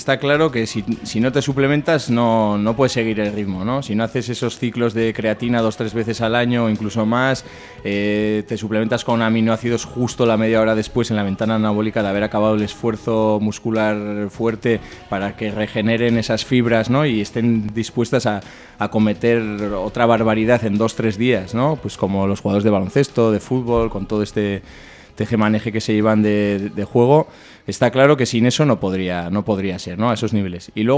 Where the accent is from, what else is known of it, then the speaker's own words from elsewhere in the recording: Barañáin, Navarre, Spain; now in Sarriguren, Spain; Yo ahora estoy viviendo en Sarriguren, aunque soy de Barañáin